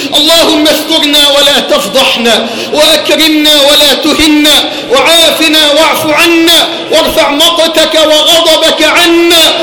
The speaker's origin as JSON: {"language": "Arabic", "country": "Egypt", "said": "وطهر بلدنا مصر واحة للأمن والأمان وسائر بلاد"}